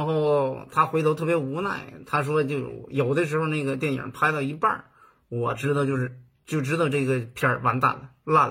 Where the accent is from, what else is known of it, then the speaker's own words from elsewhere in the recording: Northeast China, China; 因为我是东北的，对吗？